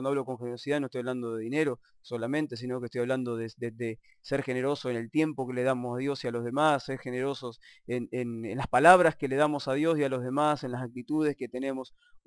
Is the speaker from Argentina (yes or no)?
yes; Argentina; yo como por soy argentino lo digo, ¿no?